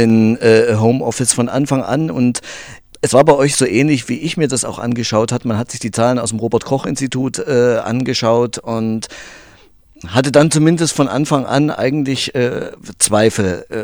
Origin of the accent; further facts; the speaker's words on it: Thuringia, Germany; Ich bin ja aus Thüringen